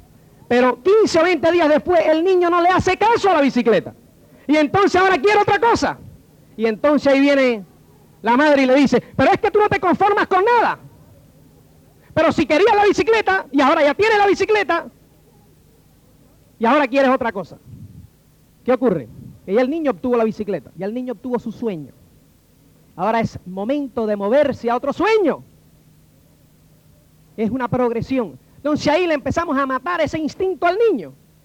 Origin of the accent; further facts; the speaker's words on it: Cuba; Yo nací en Cuba en el año 1960.